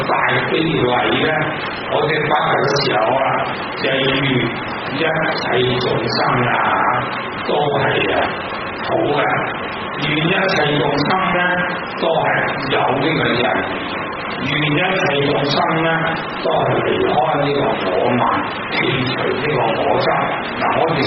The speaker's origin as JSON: {"language": "Chinese", "country": "Hong Kong", "said": "我们香港人很有所口头禅"}